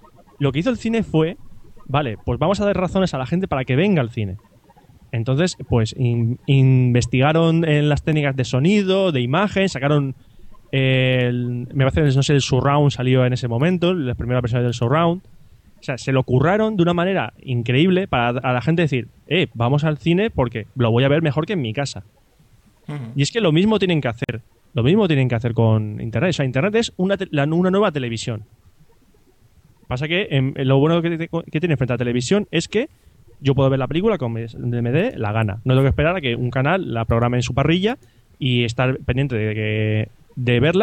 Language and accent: Spanish; San Vicente, Spain; Yo del Greco lo único que vi fue carteles en el cine de aquí de San Vicente, de mi pueblo.